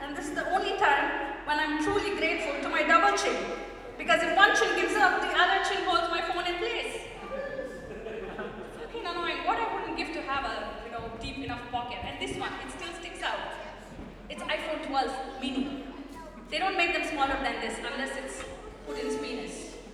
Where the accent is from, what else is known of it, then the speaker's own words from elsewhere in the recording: India; now in Netherlands; I'm so Dutch that I've actually started to use Kopzegels. And of course, I'm millennial and I'm Indian